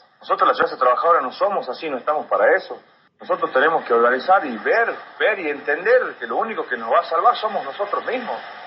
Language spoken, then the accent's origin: Spanish; El Talar, Jujuy, Argentina; Soy el que más permanece acá porque yo soy del Talar, un pueblito que está a 65 kilómetros.